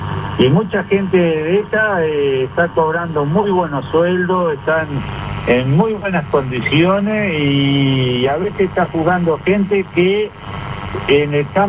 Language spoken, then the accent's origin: Spanish; Uruguay; Yo pienso que nosotros como uruguayos, el país nos debemos una discusión sobre el uso de los recursos naturales.